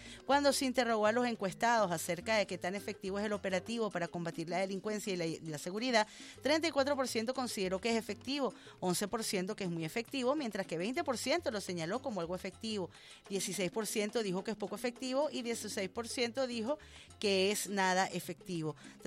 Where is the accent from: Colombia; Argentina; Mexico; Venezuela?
Venezuela; somos hermanos venezolanos, somos camaradas, tenemos una misma historia, tenemos una misma madre, que es esta patria, que es Venezuela